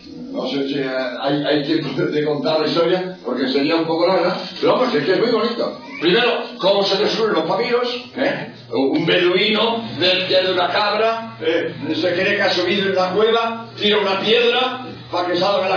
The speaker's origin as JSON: {"language": "Spanish", "town": "Barcelona", "region": "Catalonia", "country": "Spain", "said": "también yo soy de Barcelona."}